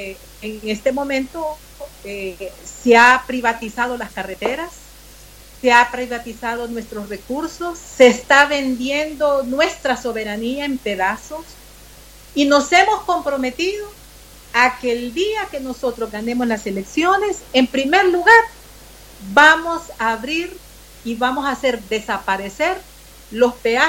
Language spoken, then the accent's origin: Spanish; Honduras; como hondureñas y como hondureños debemos de defender nuestra independencia, uh-huh, nuestra nacionalidad.